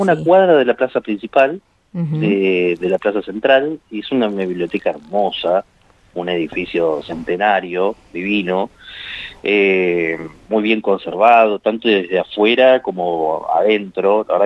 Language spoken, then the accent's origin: Spanish; Buenos Aires, Argentina; now in Santa Rosa, Argentina; yo soy de Buenos Aires, estoy viviendo acá en Santa Rosa hace 2 años, un poco más de 2 años, y yo empecé a venir en plena pandemia, pleno 2021